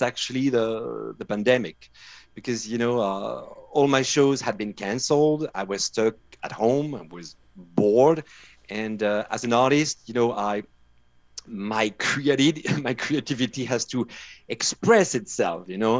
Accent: Brittany, France; now in United States; You know, I'm from Brittany.

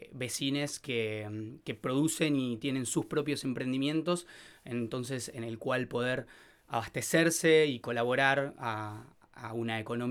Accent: Buenos Aires, Argentina; now in Bariloche, Argentina; Yo soy de Buenos Aires, capital, y tenía muchas ganas de irme a otro lugar a vivir y ganar en calidad de vida. Y surgió esta oportunidad para venirme y continuar con el negocio de mi amigo.

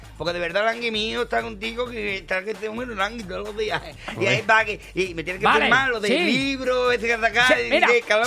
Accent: El Puerto de Santa María, Andalusia, Spain; Pues yo vengo de Cádiz. Anda. Del puerto Santa María.

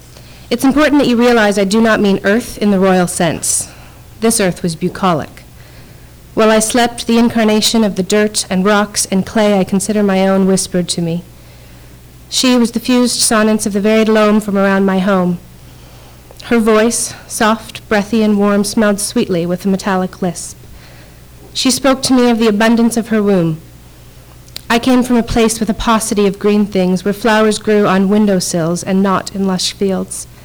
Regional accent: Toronto, Ontario, Canada; now in Hamilton, Canada; I grew up in Toronto, so when I decided to buy a house in Hamilton, I was somewhat conflicted about the decision

